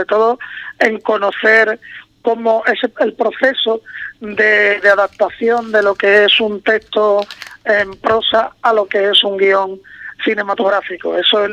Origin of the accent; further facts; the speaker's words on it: Cádiz, Andalusia, Spain; now in Madrid, Spain; Yo siempre digo que si yo soy de Cádiz, pero llevo muchos años fuera, ¿no? Viviendo en Madrid.